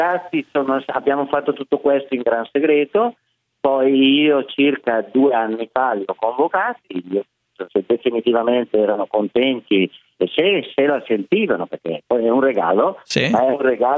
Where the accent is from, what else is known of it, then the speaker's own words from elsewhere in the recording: Zumaglia, Piedmont, Italy; moved away; non sono bergamasco, perché io arrivo da un bel paesello che si chiama Zumaglia, che è a 5 km da Biella, e io sono arrivato qua appunto prima del 1970